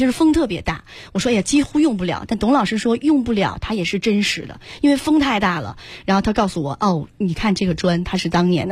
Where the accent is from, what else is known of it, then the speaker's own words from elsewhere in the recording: Beijing, China; 别人啊来咱北京是不远万里、不远千里，还得坐飞机来，但是作为一个北京人啊。